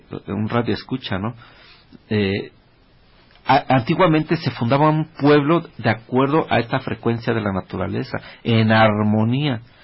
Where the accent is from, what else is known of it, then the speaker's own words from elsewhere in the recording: Mexico; porque somos mexicanos y necesitamos ver nuestra cultura como mexicanos